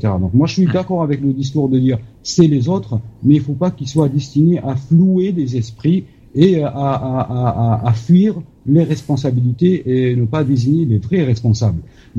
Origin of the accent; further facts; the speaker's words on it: Algeria; Bien sûr, mais je pense que moi, personnellement, en tant qu'Algérien, j'en suis pas étonné du tout.